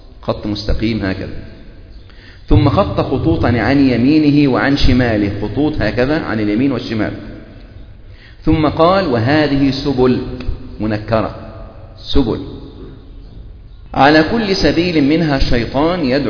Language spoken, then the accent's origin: Arabic; Egypt; يعني إحنا عندنا في مصر